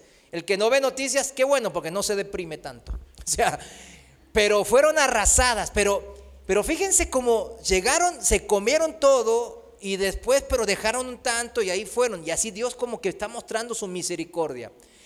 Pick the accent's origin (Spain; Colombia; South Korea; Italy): South Korea; Spanish is a second language; now in Mexico; en mi país, en Corea, aquí en México también